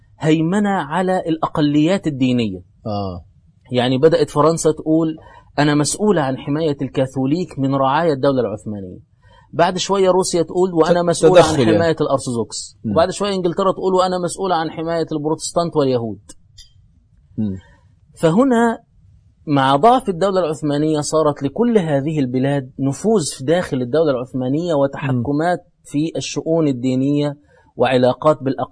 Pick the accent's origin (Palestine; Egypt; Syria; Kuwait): Egypt; المصريين يعني احنا مصريين، بس مش هنغازل المصريين